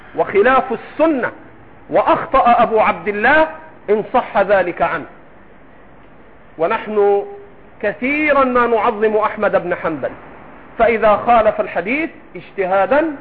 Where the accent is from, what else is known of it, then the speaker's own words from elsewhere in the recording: Egypt; أنا 20 سنة أقعد مع المصريين وأنا مصري